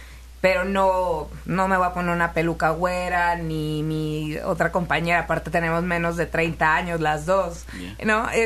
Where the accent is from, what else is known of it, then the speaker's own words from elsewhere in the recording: Tijuana, Baja California, Mexico; Yo soy de Tijuana, Baja California.